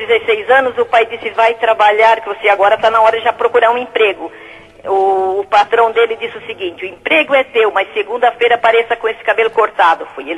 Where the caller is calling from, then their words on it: Xaxim, Santa Catarina, Brazil; Falo do Xaxim.